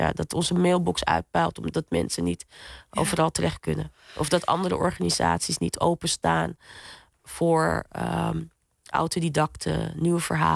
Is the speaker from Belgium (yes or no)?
no; Paramaribo, Suriname; born there; Ik ben geboren in Paramaribo, maar met Surinaamse en Frans-Guyanese roots en ook Guyanese roots. Maar voornamelijk Frans-Guyanese en Surinaamse roots.